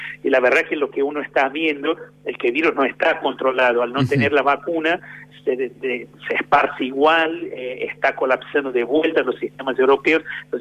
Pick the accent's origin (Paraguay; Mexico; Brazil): Brazil; Spanish is a second language; Yo que soy de Brasil, puedo decir con mucha propiedad que venís a una temperatura media de 35 grados, 36 grados, por lo menos donde vivía yo, ¿no?